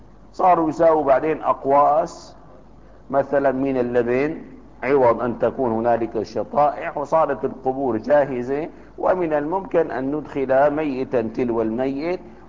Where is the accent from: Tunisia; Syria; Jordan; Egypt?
Syria; Damascus, Damascus Governorate; عندنا في دمشق لكفت أهل دمشق مرات ومرات